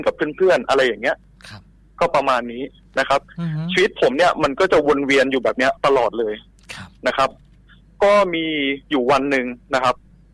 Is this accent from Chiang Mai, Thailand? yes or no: no; Nonthaburi, Thailand; now in Sakon Nakhon, Thailand; ผมเป็นคนจังหวัดนนทบุรีเลยครับ